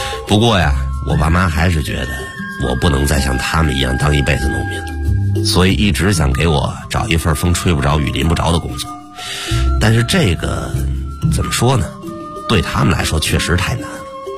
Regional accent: Jiangsu, China; 我们老家在那个苏北农村呢，那个时候高考是唯一离开农村的方式。

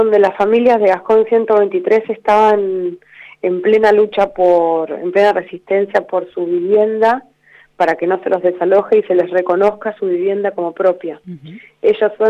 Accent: Trelew, Chubut, Argentina; En la casa de mi mamá, en Trelew, que es mi pueblo, ciudad.

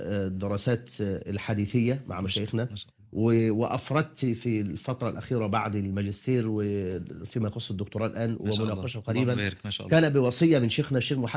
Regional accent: Egypt; خاصة بلدنا مصر

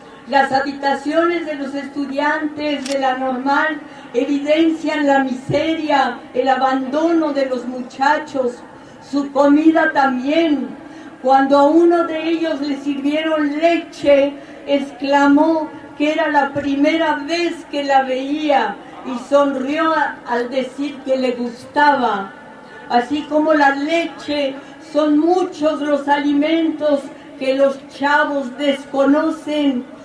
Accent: Mexico

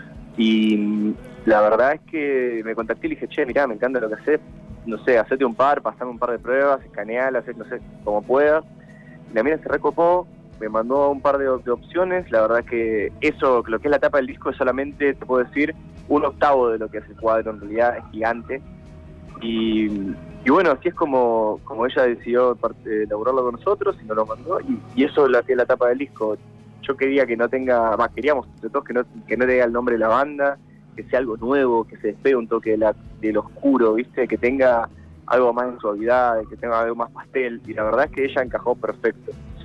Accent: Avellaneda, Buenos Aires Province, Argentina; Esto es en Wilde, nosotros somos de Avellaneda, pero esto va a ser en Wilde.

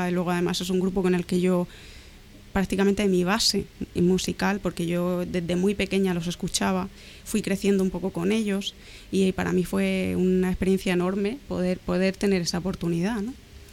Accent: Cartagena, Region of Murcia, Spain; Bueno, sí, ya soy de Cartagena.

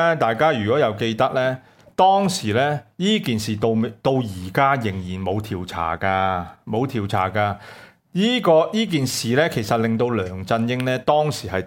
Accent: Hong Kong; 你看到今日呢又再測試我們香港人底線

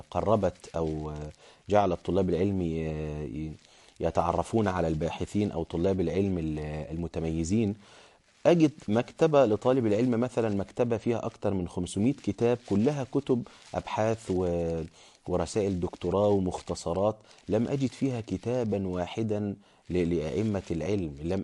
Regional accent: Egypt; أنا كنت أناقش بعض الناس مثلا عندنا في مصر

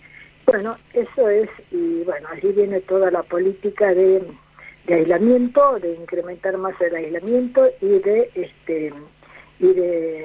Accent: Tucumán, Argentina; yo que vengo del norte, que vengo de Tucumán

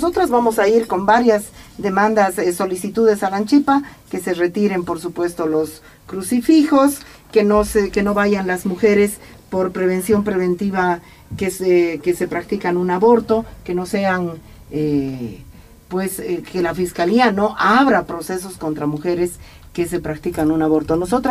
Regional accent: Bolivia; le hemos dicho al gobierno en todos los idiomas y nuestra voz como bolivianas no vale.

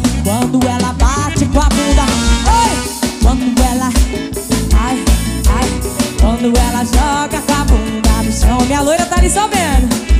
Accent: Mato Grosso do Sul, Brazil; são referências pra mim que vim lá do Mato Grosso do Sul. Caipira do meio do mato.

